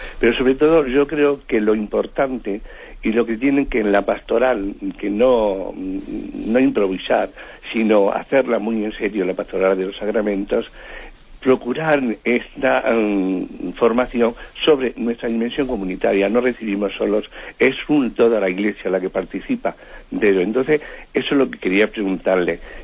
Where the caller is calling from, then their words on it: Madrid, Community of Madrid, Spain; de Madrid.